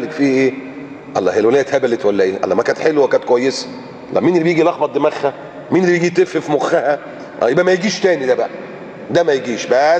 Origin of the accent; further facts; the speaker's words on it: Alexandria, Alexandria Governorate, Egypt; يقول لك اللي ساكن في مثلا في اسكندريه، عندنا في اسكندريه اللي ساكن في محطه الرمل او المنشيه ده هاي كلاس